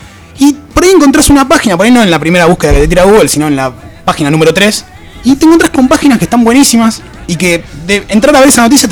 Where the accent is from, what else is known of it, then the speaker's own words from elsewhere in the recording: Lomas de Zamora, Buenos Aires Province, Argentina; also born or lived in Banfield / Temperley; Nosotros que somos de Loma de Zamora, de Banfield, de Temperley.